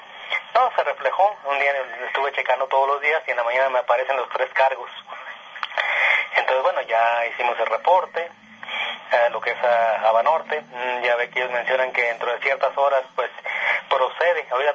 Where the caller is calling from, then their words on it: Zacatecas, Mexico; En el estado de Zacatecas, pero estoy en un lugar entre lo que es Guadalajara y Zacatecas, en el centro, en la sierra.